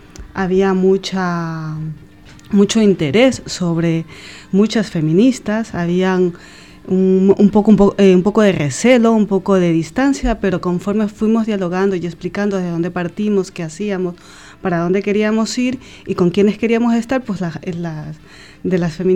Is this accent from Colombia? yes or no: no; Ecuador; estamos conectándonos, por ejemplo, con Ecuador, ya que somos ecuatorianos